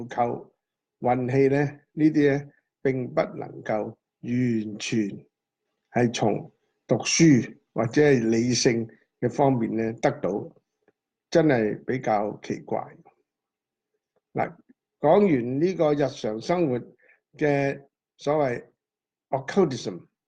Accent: China; 譬如話我哋中國人講一命、二運、三風水

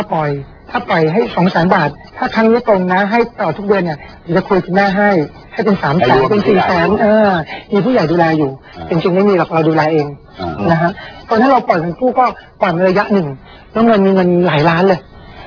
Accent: Bangkok, Thailand; เราก็เติบโตมาจากกรุงเทพ

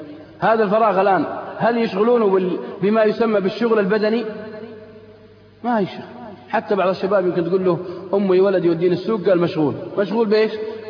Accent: Al-Qassim, Saudi Arabia; عندنا في القصيم بعد الفجر الضحى، صح؟

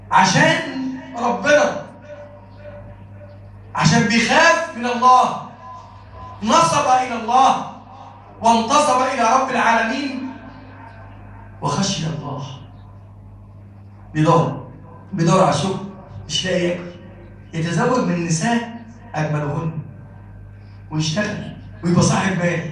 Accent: Egypt; اللهم اجعل بلدنا مصر بلدا آمنا مطمئنا وسائر بلاد المسلمين

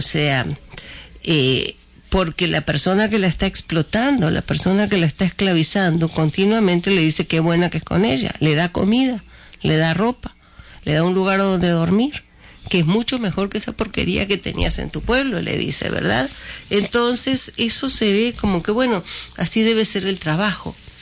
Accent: Uruguay; yo soy uruguaya de origen

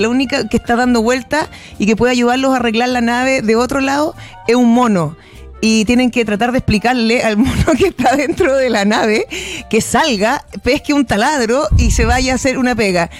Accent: Chile; hablando como jadwe, como chileno

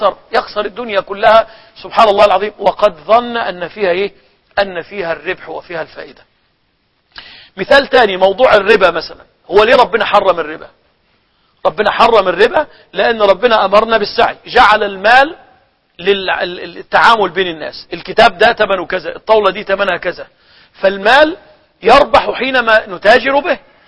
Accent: Egypt; هو اللي كان عندنا في مصر يقول عليه اليانصيب

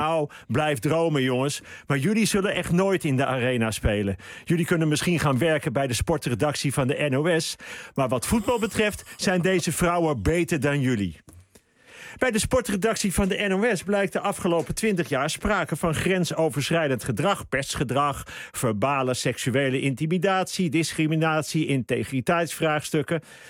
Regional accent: Netherlands; Dus wij zijn als Nederlanders ook heel goed in het stokje doorgeven.

